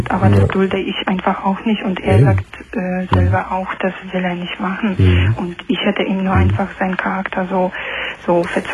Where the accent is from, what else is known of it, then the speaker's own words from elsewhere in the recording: Poland; German is a second language; Aus Polen.